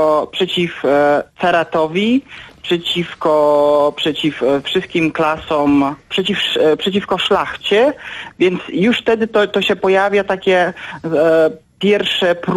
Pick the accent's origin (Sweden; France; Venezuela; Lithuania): Lithuania; ja jako Litwin, który uważa, że stosunki polsko-litewskie są już na dobrej drodze od wielu, wielu lat